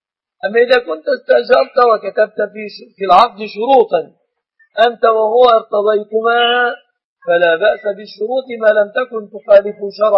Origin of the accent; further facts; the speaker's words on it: Egypt; وأسأل الله أن يحفظ بلادنا مصر وسائر بلاد المسلمين من كل مكروه ومن كل سوء